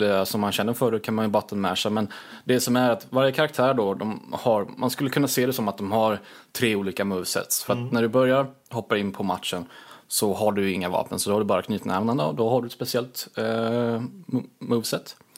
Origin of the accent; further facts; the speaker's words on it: Småland, Sweden; Det är ju svårt med tanke på att jag är väldigt svensk. Ja, är svensk. Smålänning också på ovanpå det.